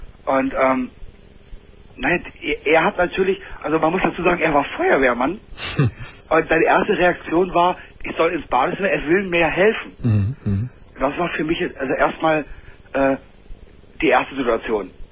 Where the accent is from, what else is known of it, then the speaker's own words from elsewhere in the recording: Berlin, Germany; ich bin in Berlin auf der Straße aufgewachsen.